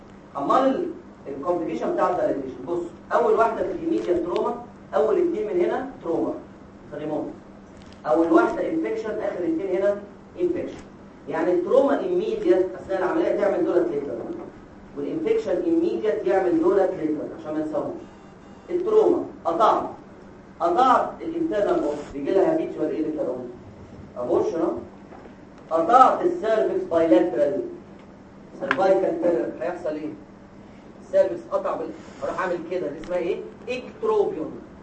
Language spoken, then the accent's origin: Arabic; Egypt; يعني مش عارف عندنا في مصر ايه